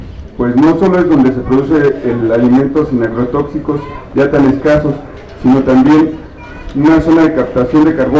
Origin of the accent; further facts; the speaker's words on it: San Nicolás Totolapan, Mexico City, Mexico; venimos de San Nicolás Totolapan, es un pueblo al sur de la Ciudad de México